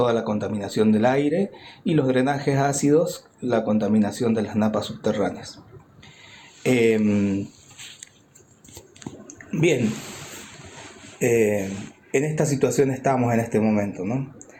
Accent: Uspallata, Mendoza, Argentina; soy habitante del Valle de Uspallata, tengo 60 años. Hace 60 que vivo en Uspallata. Desarrollé ahí mi familia y mi negocio.

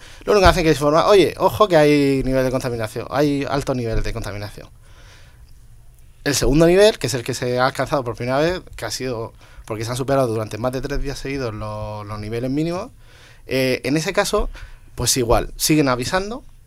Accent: Region of Murcia, Spain; como soy murciano, pues ya la tierra me ha tirado, he estado allí este fin de semana

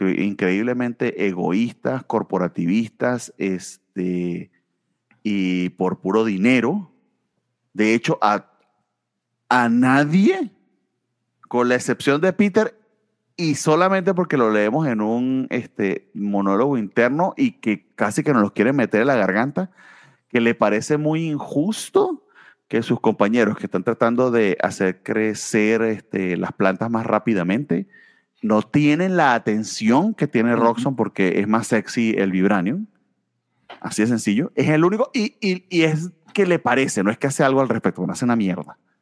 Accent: Venezuela; No es porque yo venga de Venezuela, pero porque vengo de Venezuela sé lo que les estoy diciendo.

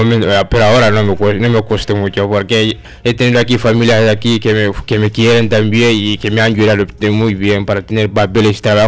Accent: Senegal; moved away as an adult; now in Manresa, Spain; De Senegal.

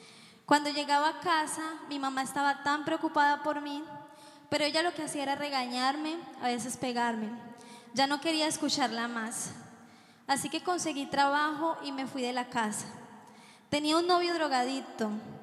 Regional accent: Colombia; soy colombiana.

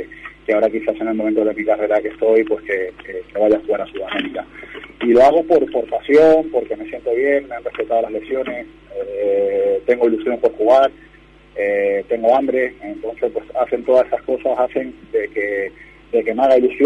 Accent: Málaga, Andalusia, Spain; conseguir mis títulos también para mi ciudad, que yo soy de Málaga.

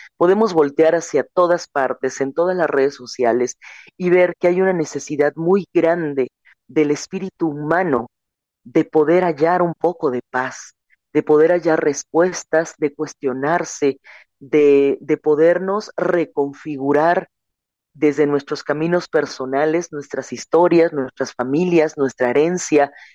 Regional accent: Chiapas, Mexico; Yo tenía 15 años cuando comienzo a salir de mi tierra, primero a nivel estatal y después a nivel nacional, para representar un camino, no únicamente que dijera Chiapas

